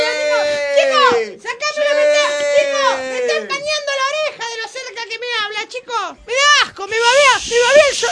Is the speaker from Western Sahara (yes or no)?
no; Argentina; Soy argentina.